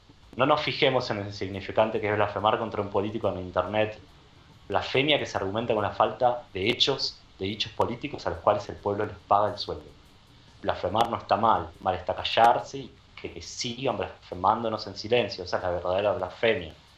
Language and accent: Spanish; Argentina; born there; Menos algo que tiene que ver con mi país, con mi tierra, donde nací.